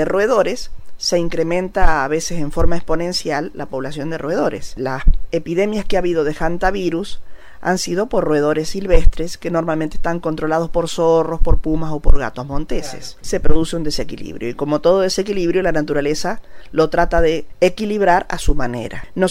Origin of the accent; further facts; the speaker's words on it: Santa Fe, Argentina; Como soy santafesina, he escrito un poema